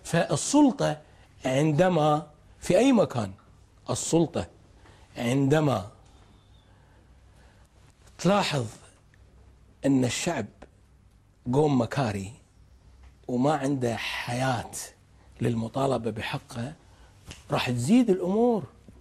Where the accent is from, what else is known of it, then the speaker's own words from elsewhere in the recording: Kuwait; ايش وردت ديرتنا طلبنا أي بلد يتعرض لما تعرضت له الكويت لازم تشكل لجنة تحقق في الموضوع